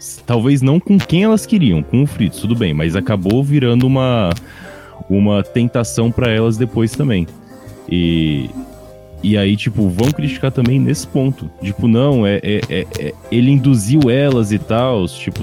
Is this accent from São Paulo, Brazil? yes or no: yes; São Paulo, Brazil; No caso, pra eu que sou lá de São Paulo